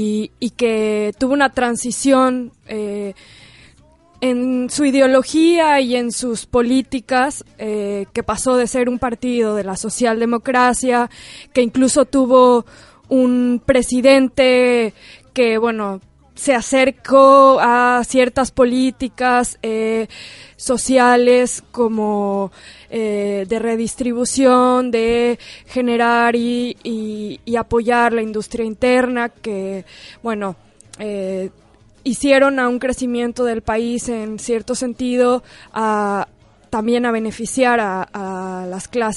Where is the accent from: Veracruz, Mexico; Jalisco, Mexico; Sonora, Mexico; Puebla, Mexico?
Jalisco, Mexico; Guadalajara; also born or lived in Mexico City; Yo nací en el DF, pero bueno, ahora Ciudad de México, pero crecí en Guadalajara.